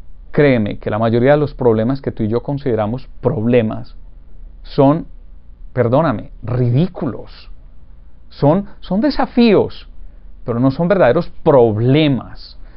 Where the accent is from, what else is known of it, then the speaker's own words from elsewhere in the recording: Urrao, Antioquia, Colombia; born there; el pueblo donde yo nací, Urrao, Antioquia, en las montañas de Colombia